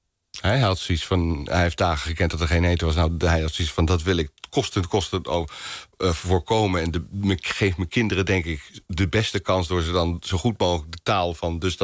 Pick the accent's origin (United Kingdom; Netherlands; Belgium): Netherlands; Boxtel, North Brabant; Nou, je gaat het niet geloven, maar ik ben in Bokstel geboren.